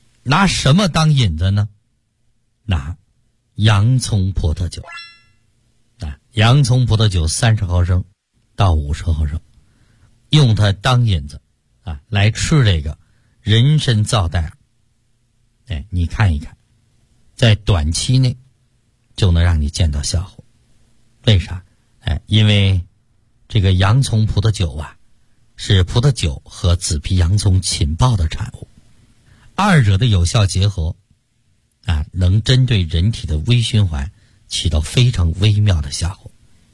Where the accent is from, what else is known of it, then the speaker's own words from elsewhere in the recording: China; 我们中国人就不会再被心脑血管疾病所困